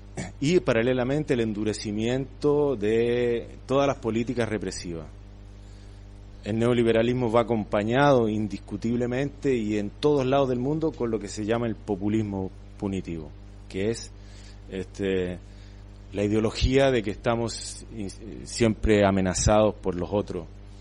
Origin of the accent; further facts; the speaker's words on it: Santiago, Santiago Metropolitan, Chile; born there; en Santiago, por ejemplo, donde yo nací, en una ciudad que tiene 6-7 millones de habitantes